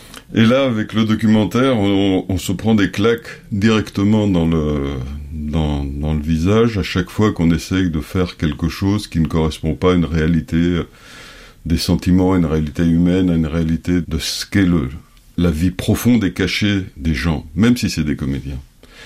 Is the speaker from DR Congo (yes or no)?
no; France; also born or lived in Paris; now in Greece; Je suis grec, je suis français, de nationalité aussi, je suis né à Paris. J'ai grandi en France, je suis retourné en Grèce en 2004.